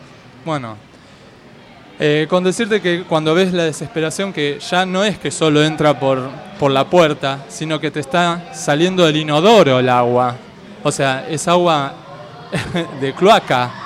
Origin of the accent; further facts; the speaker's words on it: Buenos Aires, Argentina; De Floresta.